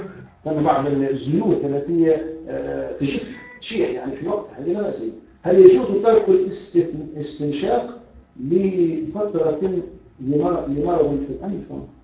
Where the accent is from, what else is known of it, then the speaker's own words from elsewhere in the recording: Tunisia; المرجع الأساسي والوحيد للتشريع في بلدنا تونس